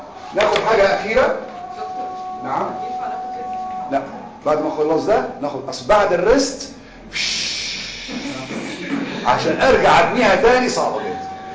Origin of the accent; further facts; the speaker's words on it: Egypt; احنا عندنا مصريين في عاده عندنا كل حاجه اسمها كيس دورني